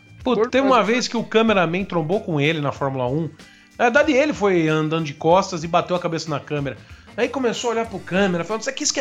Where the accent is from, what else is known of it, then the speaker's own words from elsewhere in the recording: São Paulo, Brazil; born there; Não sei porque eu nasci em São Paulo, tinha que nascer no Rio Grande do Sul.